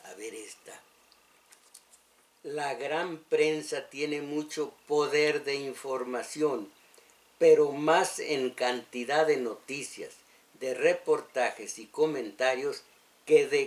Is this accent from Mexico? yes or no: yes; Mexico; esos somos los mexicanos, el pueblo inocente